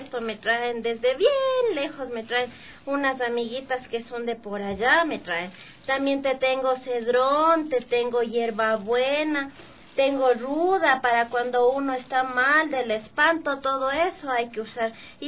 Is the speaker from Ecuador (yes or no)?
yes; Latacunga, Cotopaxi, Ecuador; textiles que traemos de Tacunga, de donde yo vengo, de Tío Puyo